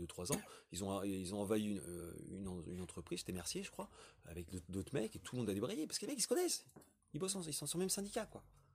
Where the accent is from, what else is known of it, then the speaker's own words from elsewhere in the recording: Grand Est, France; mais je viens de la Champagne